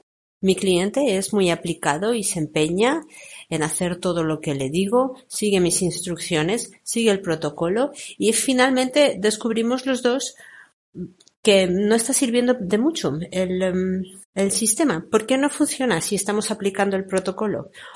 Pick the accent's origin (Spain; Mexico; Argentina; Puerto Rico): Spain; porque yo particularmente soy de España, pero lo he visto en otros países